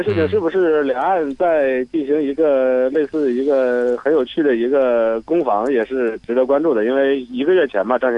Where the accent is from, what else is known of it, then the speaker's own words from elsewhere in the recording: Xiamen, Fujian, China; now in Taiwan; 我是从厦门出来的，所以我还了解一点，但是可能其他的同学可能过来之后，他可能要从妈祖是谁都要重新开始学习。